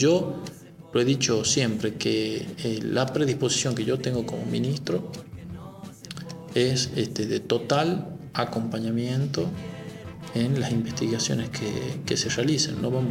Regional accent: La Rioja, Argentina; Yo soy de Los Llanos, y en Los Llanos teníamos pueblos, villas, o sea, villas, poblados pequeños, a 7 kilómetros de Chamical, que no tenían luz.

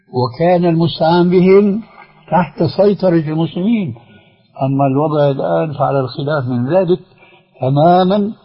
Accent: Syria; فالحزب البعث عندنا في سوريا لا يمثل الشعب السوري

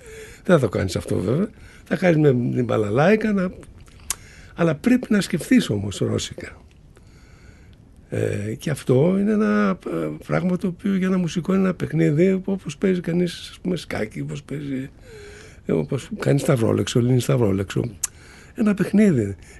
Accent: Macedonia, Greece; είμαι Μακεδόνας, ας πούμε, γνήσιος Μακεδόνας, έτσι. Φαίνεται από τη φυσιογνωμία μου.

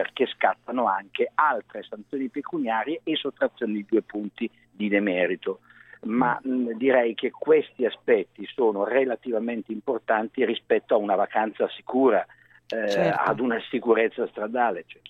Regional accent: Milan, Lombardy, Italy; perché io sono milanese

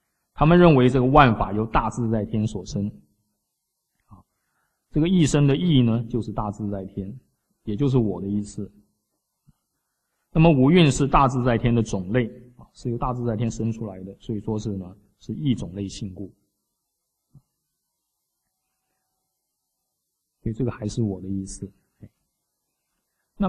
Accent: China; 我们中国人最喜欢的就怎么样？做事情要怎么样？要圆融

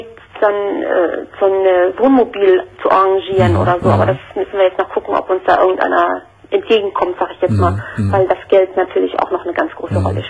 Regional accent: Cologne, North Rhine-Westphalia, Germany; now in Schleswig-Holstein, Germany; Und mein Ex-Mann, also wir sind eigentlich Kölner, ja. Das ist das Witzige noch. Und ich wohne aber jetzt mit meinem neuen Mann in Schleswig-Holstein

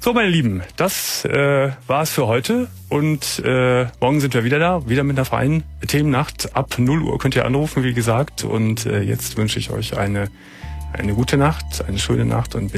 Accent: Gummersbach, North Rhine-Westphalia, Germany; Ich komme aus Gummersbach, aus der Wasserfuhrstraße, da bin ich groß geworden

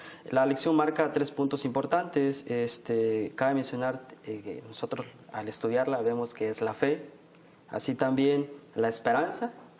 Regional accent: Chiapas, Mexico; estudio teología y yo vengo del estado de Chiapas.

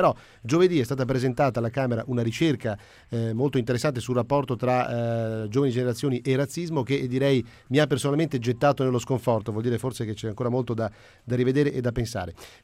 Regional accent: Padua, Veneto, Italy; Io tra l'altro sono di Padova, quindi conosco abbastanza bene la situazione

